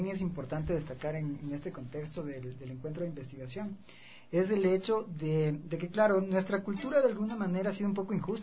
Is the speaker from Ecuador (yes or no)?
yes; Ecuador; nuestras tradiciones ancestrales como ecuatorianos